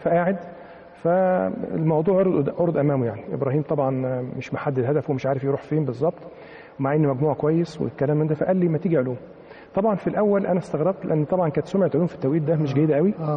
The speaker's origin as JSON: {"language": "Arabic", "town": "Mansoura", "region": "Dakahlia", "country": "Egypt", "tie": "born or raised there", "said": "أنا من مواليد المنصورة، وبعد كده أخذت الابتدائي في إحدى القرى المجاورة للمنصورة اللي هي منشأ العائلة."}